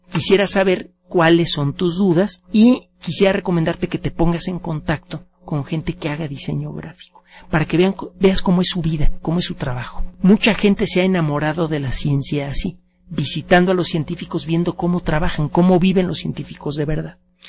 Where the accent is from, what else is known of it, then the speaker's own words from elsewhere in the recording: Mexico City, Mexico; No, nací aquí en el Distrito Federal, viví mis primeros años en el mero centro, y tengo mitad sangre libanesa y mitad mexicana.